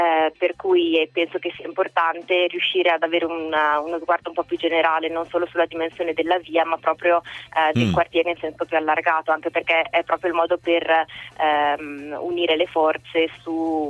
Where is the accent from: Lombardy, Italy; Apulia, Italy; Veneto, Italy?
Lombardy, Italy; Varese; now in Milan, Italy; anch'io non sono di Milano, sono di Varese, vivo a Milano da diversi anni, però in questo quartiere da 2 anni